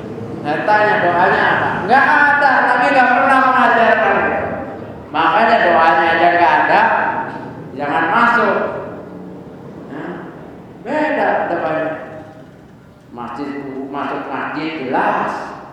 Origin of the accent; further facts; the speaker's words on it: Jakarta, Indonesia; Saya lahir di Bendungan Hilir, besar di Karetengsin, ngambil dulu dari Tanah Abang.